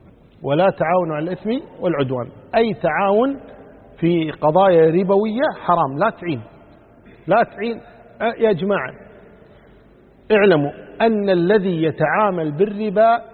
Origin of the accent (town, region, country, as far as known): Kuwait